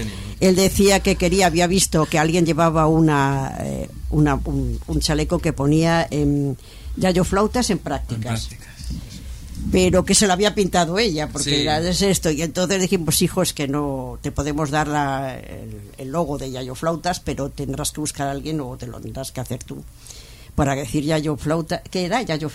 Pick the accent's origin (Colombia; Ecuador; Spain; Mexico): Spain; Barcelona, Catalonia; yo tampoco soy de Madrid, ¿eh? Pero bueno, estoy dentro del territorio nacional, pero yo soy de Barcelona.